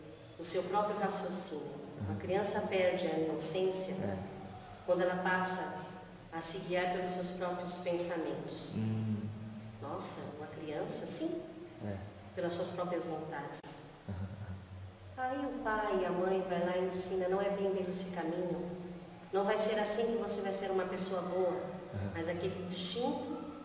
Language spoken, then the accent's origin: Portuguese; Brazil; also born or lived in Spain; Sim, minha família veio da Espanha, mas eu vim bebê. Nasci na Espanha, mas vim um bebê.